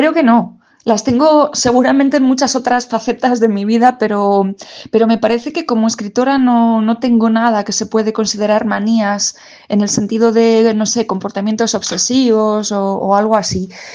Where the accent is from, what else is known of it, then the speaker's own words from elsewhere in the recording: Castilla-La Mancha, Spain; Soy manchega de origen y siempre tuve muchas ganas de recorrer el mundo